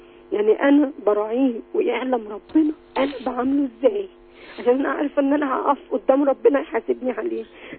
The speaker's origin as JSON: {"language": "Arabic", "town": "Alexandria", "region": "Alexandria Governorate", "country": "Egypt", "lives_now": "Upper Egypt, Egypt", "said": "انا من بلد تاني. يعني انا اساسا من اسكندرية، جوزت هنا في الصعيد، فانا كنت مستحمل الاول عشان اولادي، عندي 5 اولاد."}